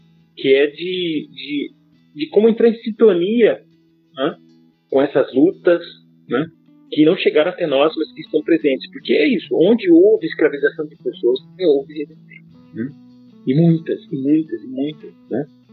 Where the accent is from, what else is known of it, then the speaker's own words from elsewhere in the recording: Guarapuava, Paraná, Brazil; born there; da região de onde eu nasci, que é a região de Guarapuava, chamados Campos de Guarapuava